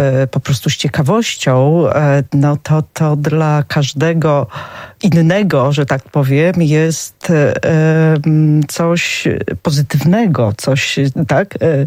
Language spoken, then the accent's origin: Polish; Knyszewicze, Podlaskie Voivodeship, Poland; ja się urodziłam i wychowałam w takiej niedużej wsi Knyszewicze, właściwie kolonii pod Sokółką, kilka kilometrów od granicy dzisiejszej polsko-białoruskiej.